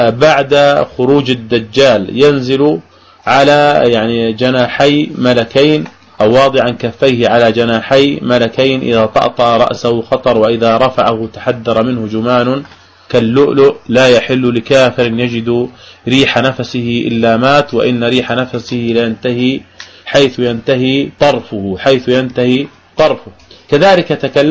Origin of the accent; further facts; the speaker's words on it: Jordan; حتى عندنا في الأردن يعني في الشوارع يزرعون شجر الغرقد